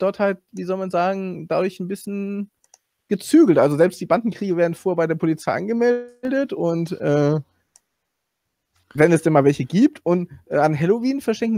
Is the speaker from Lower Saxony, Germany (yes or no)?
no; Hamburg, Germany; now in Salzburg, Austria; Ursprünglich Hamburg, jetzt aber lebe ich in Salzburg halt seit 14 Jahren.